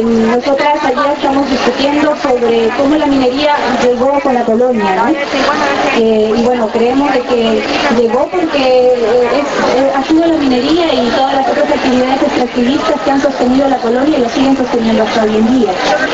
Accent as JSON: {"language": "Spanish", "region": "Lima", "country": "Peru", "tie": "born there", "said": "yo vengo pues, de Perú, nací en Lima, pero de padres."}